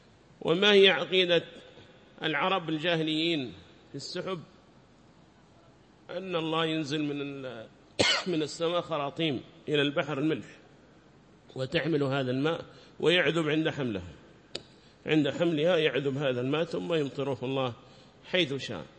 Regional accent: Yemen; هذا كان يقرر عندنا في بلادنا اليمن، بلاد الإيمان والإيمان

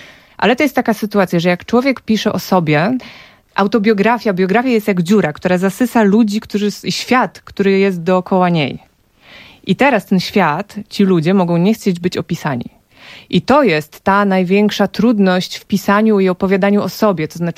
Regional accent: Warsaw, Masovian Voivodeship, Poland; W latach 90. moje dzieciństwo, ja nie znałam Warszawy, ja znałam swoje osiedle. Ja znałam blok i bloki okoliczne

